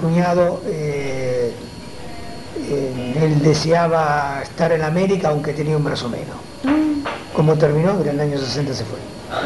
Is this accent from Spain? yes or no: no; Italy; moved away; cuando yo vine de Italia